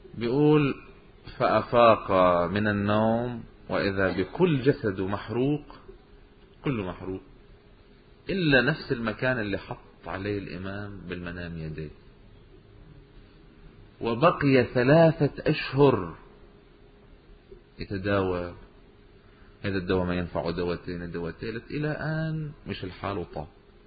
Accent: Lebanon; وعندنا بلبنان ببعلبك صارت قصة من هالقبيل

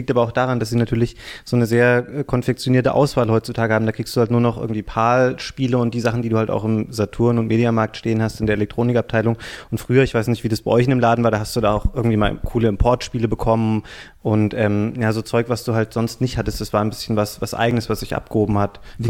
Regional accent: Bad Hersfeld, Hesse, Germany; Aus Bad Hersfeld eigentlich.

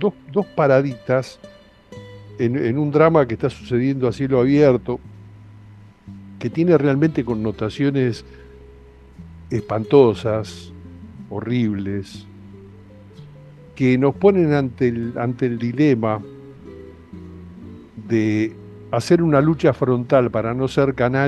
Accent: Argentina; a nosotros como argentinos, digo, a la distancia

